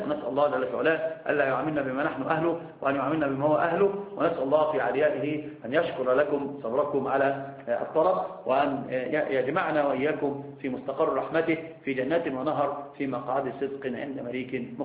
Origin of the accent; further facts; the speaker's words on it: Egypt; أنا عندنا في مصر يقولون في المثل اللي ما يعرفك يشوي جاك